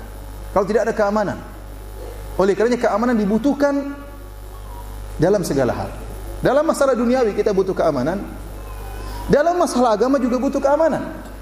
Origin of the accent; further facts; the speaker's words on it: Indonesia; Dari mana? Indonesia.